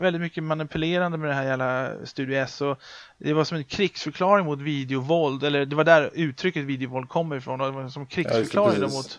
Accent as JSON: {"language": "Swedish", "country": "Sweden", "tie": "born or raised there", "said": "Jag är ju uppvuxen med filmcensuren i Sverige."}